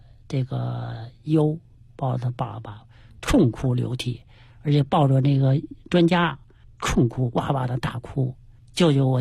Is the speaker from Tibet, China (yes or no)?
no; Changping, Beijing, China; 对，就是昌平土生土长